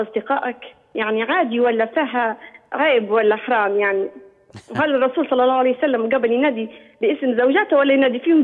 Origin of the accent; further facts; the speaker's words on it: Libya; يعني إحنا عندنا في ليبيا وبعض دول الخليج ما يذكروش في اسم الزوجة.